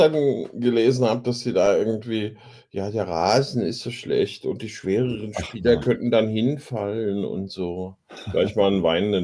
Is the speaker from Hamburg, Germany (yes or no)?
no; Frankfurt, Hesse, Germany; Kenne ich in Frankfurt nicht anders, seit ich klein bin.